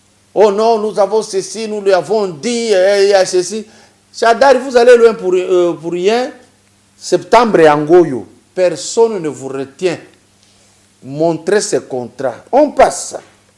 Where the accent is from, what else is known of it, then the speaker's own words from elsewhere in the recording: Lubumbashi, Haut-Katanga, DR Congo; chez nous à Lubumbashi sur l'avenue Kiubo